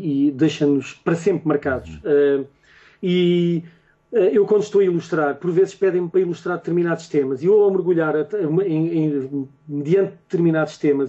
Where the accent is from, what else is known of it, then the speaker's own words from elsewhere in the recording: Barreiro, Setúbal, Portugal; born there; Quando fui criança, eu nasci no Barreiro. E o Barreiro, agora não. Agora, uhum, o Barreiro é uma cidade pacata